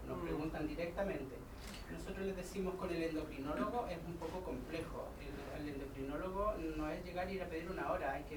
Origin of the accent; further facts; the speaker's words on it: Temuco, Araucanía, Chile; a la colectiva trans feminista Temuco. Somos de Temuco.